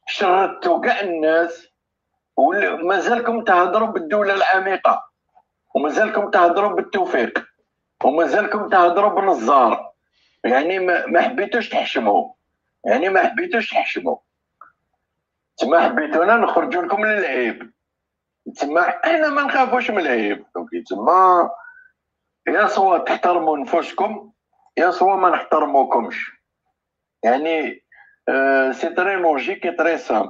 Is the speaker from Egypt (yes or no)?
no; Algeria; وعندنا قضيتنا هي الجزائر، والجزائر خط احمر